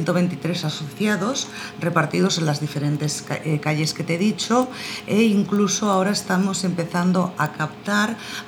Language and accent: Spanish; Barcelona, Catalonia, Spain; yo soy de Nou Barris y que Nou Barris está en Barcelona